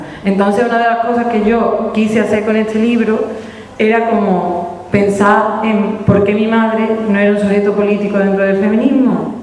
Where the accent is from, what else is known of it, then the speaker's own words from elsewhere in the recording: Andalusia, Spain; que yo soy blanca y que yo soy europea, pero que yo era andaluza, y no porque, ay, es que soy andaluza